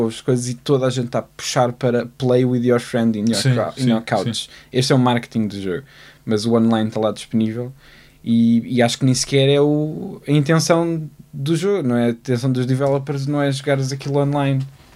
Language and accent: Portuguese; Leiria, Portugal; now in Lisbon, Portugal; mas eu venho de Liria. E agora moro cá em Lisboa, mas a questão é que muitos dos meus amigos com quem eu cresci a jogar jogos estão lá, não estão cá.